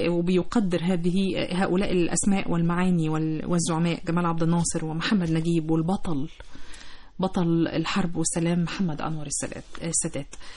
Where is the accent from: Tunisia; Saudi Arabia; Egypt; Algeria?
Egypt; حاجة كلنا كمصريين ملاحظينها